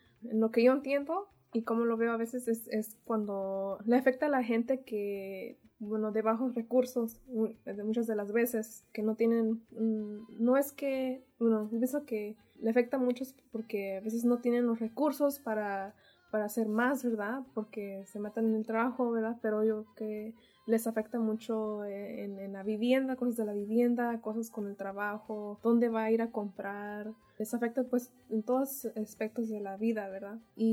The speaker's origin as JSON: {"language": "Spanish", "town": "Santa Ana", "region": "California", "country": "United States", "said": "soy de Santana y soy voluntaria del Centro Cultural de México."}